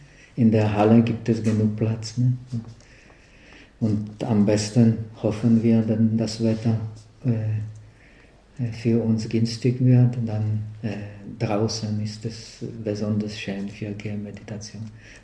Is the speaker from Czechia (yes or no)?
yes; Czechia; German is a second language; Naja, ich bin ja ein Tscheche